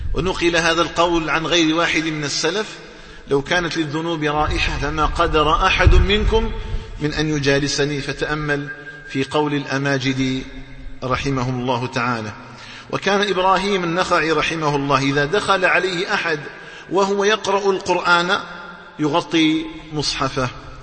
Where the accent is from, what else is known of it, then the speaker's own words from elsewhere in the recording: Algeria; اللهم اجعل بلدنا الجزائر آمنا مطمئنا